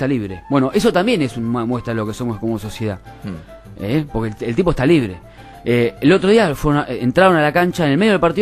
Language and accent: Spanish; Argentina; Sí, exactamente. Todos argentinos, así que bueno